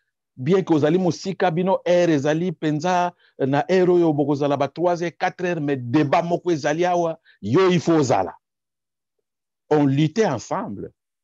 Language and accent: French; DR Congo; je suis congolais. 100%.